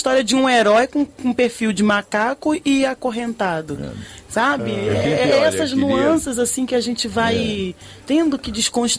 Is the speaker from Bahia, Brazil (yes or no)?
yes; Salvador, Bahia, Brazil; now in Rio de Janeiro, Brazil; sou natural de Salvador, vim parar aqui no Rio de Janeiro, inclusive para desenvolver trabalho doméstico